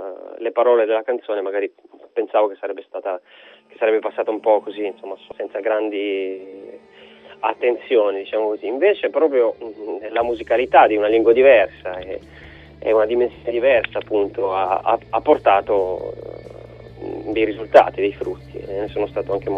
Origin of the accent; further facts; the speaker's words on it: Albania; now in Italy; io mi sento albanese con passaporto italiano, quindi mi sento anche italiano.